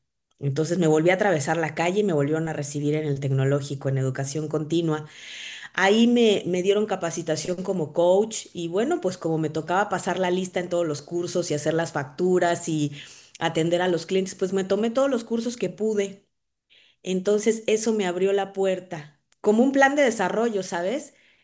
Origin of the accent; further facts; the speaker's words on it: Querétaro, Mexico; also born or lived in Guadalajara; Mis primeros años de vida los recuerdo en Querétaro, ¿sabes?